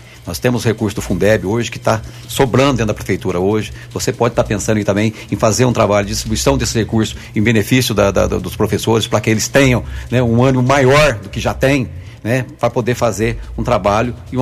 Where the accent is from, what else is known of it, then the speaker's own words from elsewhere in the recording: Mococa, São Paulo, Brazil; morava em Mococa, estudei lá na fazenda Boa Vista, que era ligada à fazenda Guarantã, onde eu nasci.